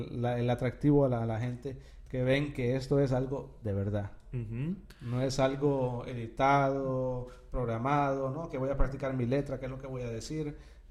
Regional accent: Honduras; Pero obviamente Honduras es mi pueblo, es mi gente, es mi país.

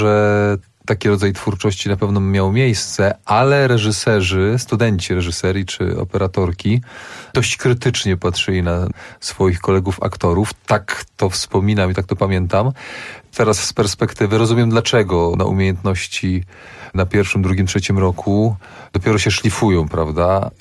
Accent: Bydgoszcz, Kuyavian-Pomeranian Voivodeship, Poland; Ja jestem bydgoszczaninem z pochodzenia

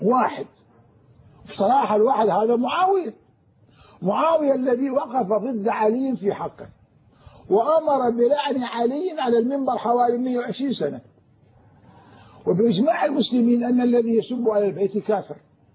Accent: Anbar, Iraq; أنا من أهل الأنبار

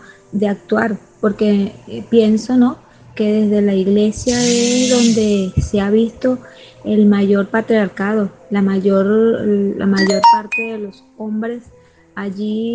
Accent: Puerto Cabello, Carabobo, Venezuela; soy de acá de Venezuela, Estado Carabobo, municipio de Puerto Cabello.

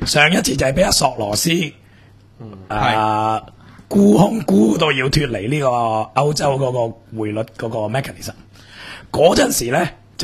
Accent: Hong Kong; 我哋香港人

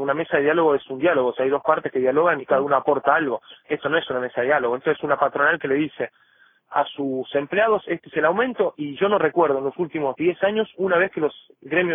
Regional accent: La Rioja, Argentina; cómo somos los riojanos

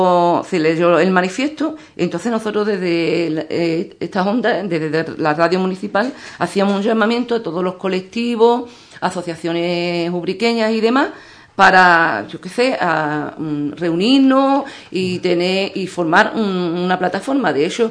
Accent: Andalusia, Spain; porque somos andaluces

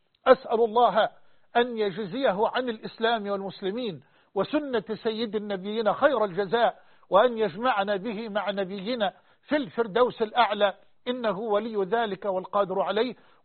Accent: Egypt; وأن يحفظ بلدنا مصر وجميع بلاد

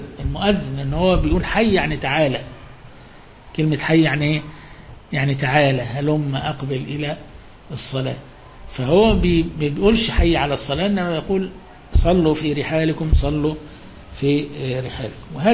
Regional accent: Egypt; طبعا ده مش موجود برضو عندنا في مصر، يعني البرد الشديد اللي يمنع الناس مش موجود

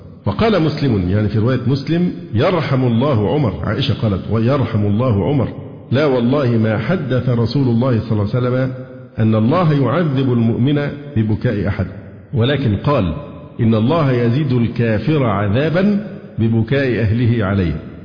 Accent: Egypt; عشان أنا شكلي مصري

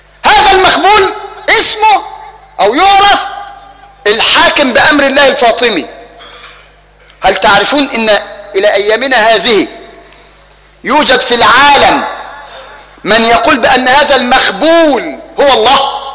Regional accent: Egypt; بل وصل الأمر حتى لا نبتعد ويطول بنا الأمر إلى بلدنا مصر

